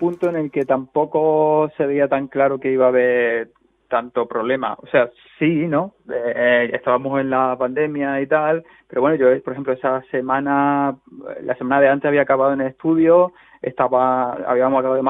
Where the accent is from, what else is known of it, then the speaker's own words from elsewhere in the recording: Córdoba, Andalusia, Spain; born there; now in Madrid, Spain; Sí, yo soy cordobés de nacimiento, pero llevo en Madrid viviendo bastante tiempo.